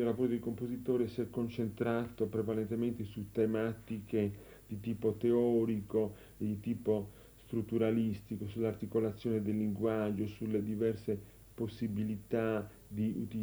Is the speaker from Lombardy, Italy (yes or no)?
no; Nuoro, Sardinia, Italy; born there; Io sono nato a Nuoro e sino all'età di 12-13 anni non ho avuto occasione di sentire altra musica che non fosse la musica popolare della Sardegna.